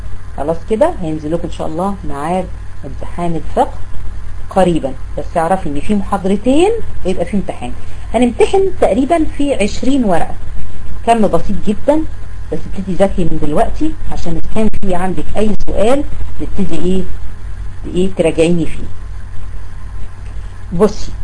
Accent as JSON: {"language": "Arabic", "country": "Egypt", "said": "احنا عندنا في مصر بنستقذر جدا الصرصار"}